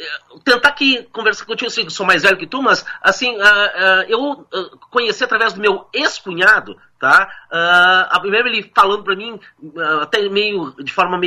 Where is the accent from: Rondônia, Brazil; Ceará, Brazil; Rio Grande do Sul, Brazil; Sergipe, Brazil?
Rio Grande do Sul, Brazil; Porto Alegre; also born or lived in Piauí; eu nasci no Piauí, mas a gente veio pra Porto Alegre, e daí eu pequeno me lembro